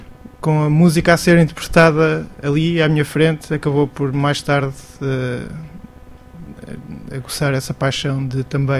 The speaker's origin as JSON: {"language": "Portuguese", "town": "Alcobaça", "region": "Leiria", "country": "Portugal", "said": "Mas eu sou da zona de Alcobaça e tenho bandas para aí desde os 14, 15 anos."}